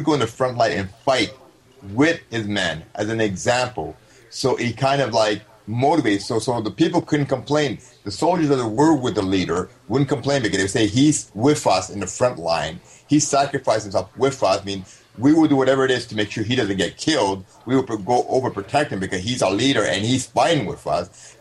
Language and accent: English; Canada; I hate to say this, I'm sorry, but I'm Canadian.